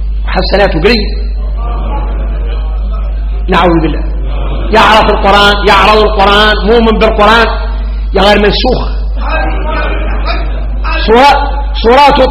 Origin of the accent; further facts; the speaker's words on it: Mauritania; احنا اليوم موريتاني